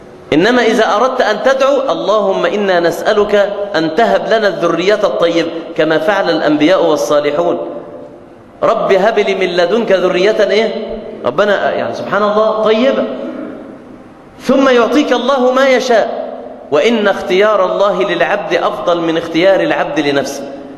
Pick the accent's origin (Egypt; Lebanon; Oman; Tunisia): Egypt; Mansoura, Dakahlia; بلغة الفلاحين عندنا في المنصورة